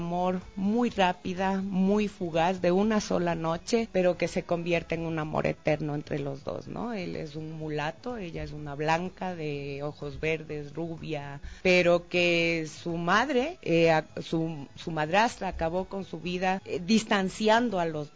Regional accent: Mindo, Pichincha, Ecuador; Yo fui criada en Mindo, en el noroccidente de Pichincha

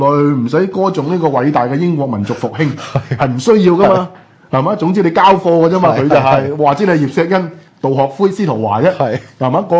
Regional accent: China; 所以你好多時候我哋中國人評價個人物咧，所謂蓋棺定論

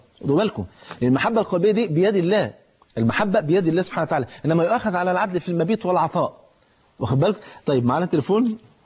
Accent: Egypt; في المثل عندنا في مصر

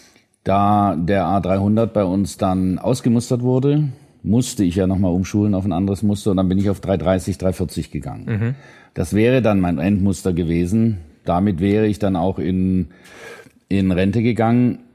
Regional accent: Winnenden, Baden-Württemberg, Germany; also born or lived in Bremen; now in Schorndorf, Germany; Geboren bin ich in Bremen, aufgewachsen bin ich im legendären Winnenden. Da bin ich zur Schule gegangen, dann habe ich in Tübingen studiert.

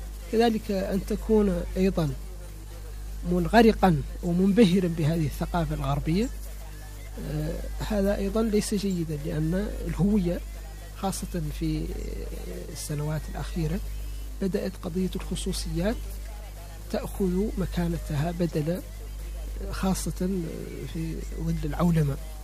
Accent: Mauritania; ولست جزائريا ولا سنغاليا، أنا موريتاني، أمثل نفسي وأمثل بلدي.

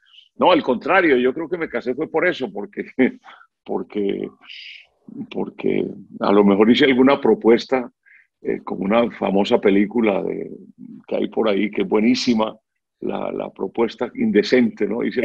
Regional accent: Buga, Valle del Cauca, Colombia; Yo en las vueltas a Colombia pasaban por Buga, mi tierra natal

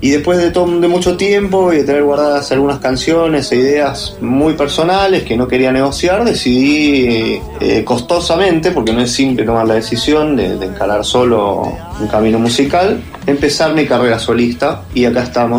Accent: Buenos Aires, Argentina; born there; Yo nací en Capital Federal, Buenos Aires, Argentina.

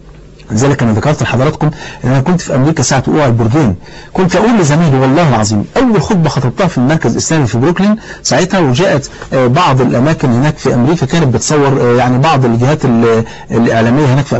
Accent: Egypt; مثلا لو انا راجل مصري اهو تمام

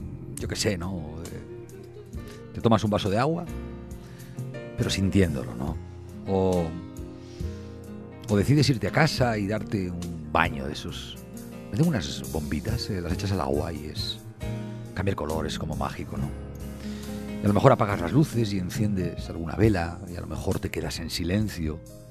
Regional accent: Santander, Cantabria, Spain; Yo soy de Santander. Hay veces que en determinados países yo a la gente le digo que soy de la ciudad que se llama como el banco.

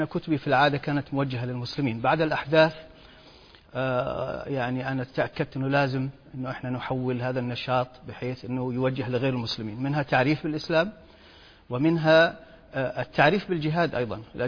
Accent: Kuwait; moved away as an adult; also born or lived in Europe; now in United States; تركت الكويت، أنا ولدت في الكويت وعشت فيها حتى أنهيت الثانوية، ثم ذهبت إلى أوروبا للدراسة ثم أمريكا. من حد يعني من حيث وصلت إلى أمريكا سنة 1980

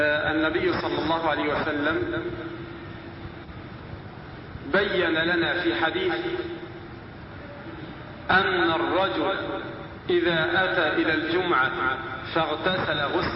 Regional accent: Egypt; عندنا في مصر مثلا الركاز اللي هو دفن الفراعنة

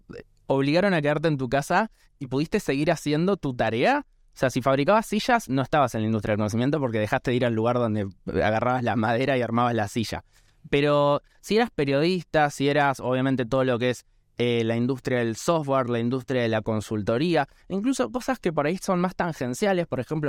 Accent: Argentina; esta obligación moral también que creo que tenemos como argentinos de intentar descentralizar el país de la capital federal

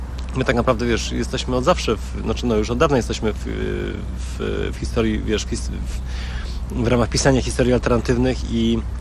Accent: Radom, Masovian Voivodeship, Poland; urodziłem się 10 kwietnia, jestem z Radomia

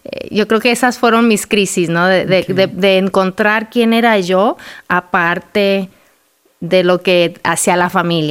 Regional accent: Durango, Mexico; yo nací, mi hermana y yo, mi hermana gemela y yo nacimos en Durango, México. Crecimos ahí, salí yo a estudiar la universidad, me caso con un hombre guapo, griego, americano, y me lo llevo a Durango otra vez.

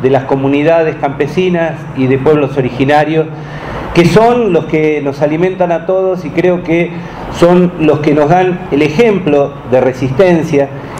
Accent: Marcos Paz, Buenos Aires Province, Argentina; vengo de Marcos Paz, en la provincia de Buenos Aires, Argentina, en plena zona de cultivo de la soya

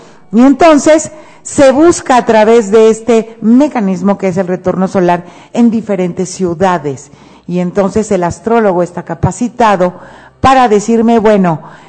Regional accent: Mexico; born there; el lugar donde yo nací. En mi caso, bueno, pues fue México

